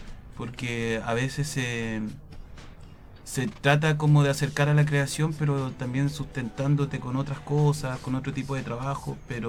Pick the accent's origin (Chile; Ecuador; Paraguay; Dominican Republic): Chile; Santiago, Santiago Metropolitan Region; also born or lived in Rancagua; Nací en 1986 en Rancagua. Viví en la sexta región parte de mi infancia y después nos trasladamos a la periferia de Santiago, la zona sur.